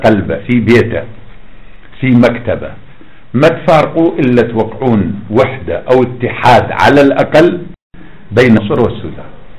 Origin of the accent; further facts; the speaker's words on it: Iraq; انا ابن العراق.